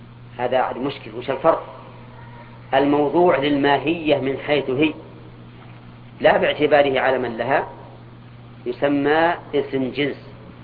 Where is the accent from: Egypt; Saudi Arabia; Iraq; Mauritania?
Saudi Arabia; Al-Qassim; كنية عندنا في القصيم